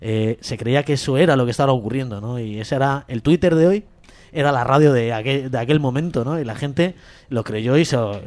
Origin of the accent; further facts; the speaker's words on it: Vallecas, Community of Madrid, Spain; yo, como algunos de vosotros sabéis, soy de Vallecas.